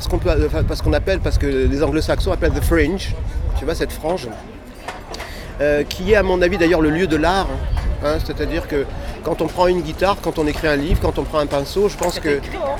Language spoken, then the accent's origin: French; Provence-Alpes-Côte d'Azur, France; beaucoup bougé, en fait, voilà, parce qu'avec un papa dans l'armée, on passe de caserne en caserne, alors donc voilà... Mais j'ai grandi aussi en Provence